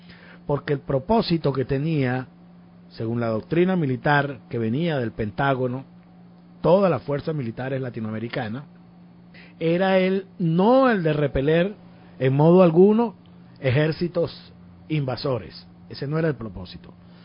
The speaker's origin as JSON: {"language": "Spanish", "country": "Venezuela", "said": "Yo, como venezolano, quiero hacer unos comentarios al respecto."}